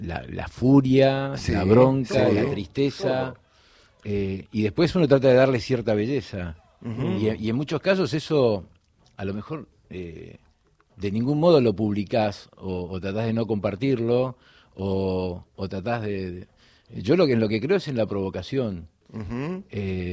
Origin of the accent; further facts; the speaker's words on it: Florida, Buenos Aires Province, Argentina; born there; Florida, provincia de Buenos Aires.